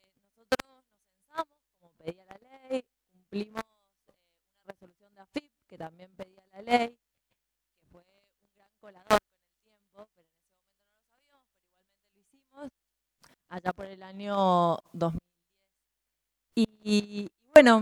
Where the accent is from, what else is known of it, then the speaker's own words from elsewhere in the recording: Mendoza, Argentina; nosotros somos de Mendoza, hacíamos movidas en Mendoza